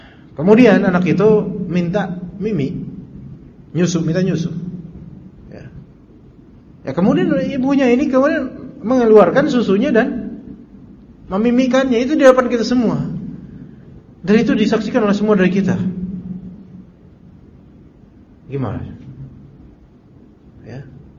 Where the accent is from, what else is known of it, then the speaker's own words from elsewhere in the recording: Jakarta, Indonesia; also born or lived in Salatiga; Naik bis mau pulang ke Jakarta ini karena kampung saya kan di sini.